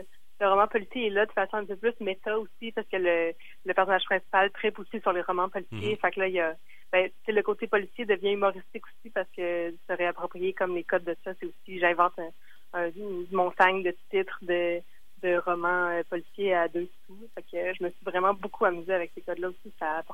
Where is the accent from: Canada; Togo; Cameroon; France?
Canada; Quebec City, Quebec; now in Montreal, Canada; Comme j'habite à Montréal, mais je viens de Québec.